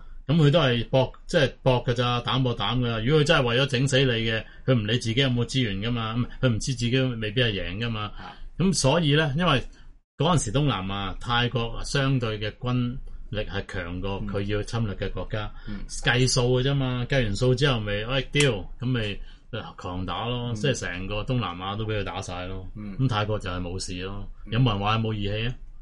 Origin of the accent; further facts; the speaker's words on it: Hong Kong; 咁我哋香港人冇声出噶